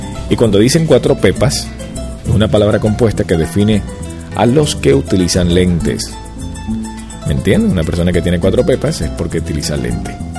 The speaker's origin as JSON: {"language": "Spanish", "country": "Venezuela", "said": "aquí en Venezuela, chicos, somos machos, carajo."}